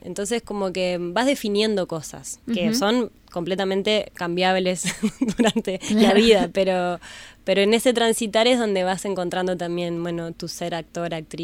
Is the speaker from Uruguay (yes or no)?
yes; Pando, Canelones, Uruguay; now in Montevideo, Uruguay; yo soy de Pando y viví hasta hace unos años ahí, mi familia está allá, y era muy difícil a mis 14 años encontrar un lugar en Pando